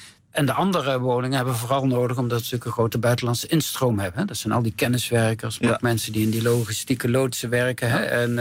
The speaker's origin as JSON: {"language": "Dutch", "region": "North Brabant", "country": "Netherlands", "said": "Ik kom uit Brabant."}